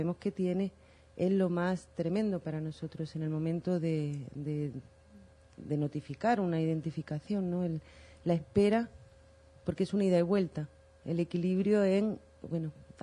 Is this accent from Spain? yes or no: yes; Spain; also born or lived in Guatemala; yo soy española, y por accidente, por supuesto, también. Vivía en Guatemala, estuve viviendo 7 años allí